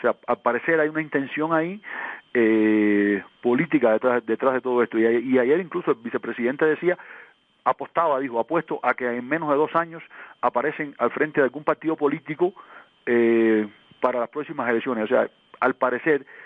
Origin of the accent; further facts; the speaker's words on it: Cuba; A ver, yo soy cubano